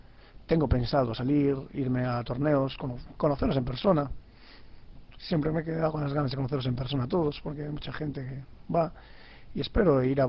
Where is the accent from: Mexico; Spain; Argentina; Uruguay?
Spain; Pontevedra, Galicia; Yo, que soy de Pontevedra.